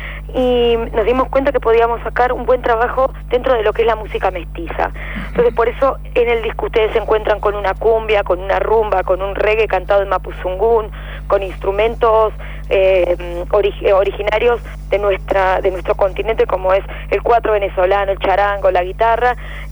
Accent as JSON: {"language": "Spanish", "town": "Chos Malal", "region": "Neuquén", "country": "Argentina", "tie": "born or raised there", "said": "Yo soy de Neuquén, soy una cantante, una cantora de neuquina, nacida en Chosmalal. Entonces, la geografía del lugar donde nací y donde me crié es territorio mapuche."}